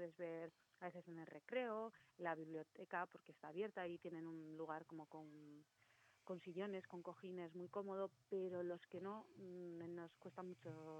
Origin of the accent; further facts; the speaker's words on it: Basque Country, Spain; first language Basque; Spanish is a second language; Sí, alguno lo tengo así muy oxidado, pues euskera, mi lengua materna